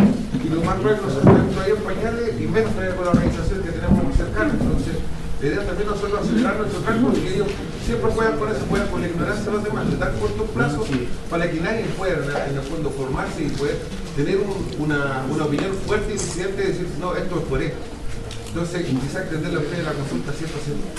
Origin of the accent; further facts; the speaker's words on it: Maipú, Santiago Metropolitan, Chile; nosotros somos de Maipú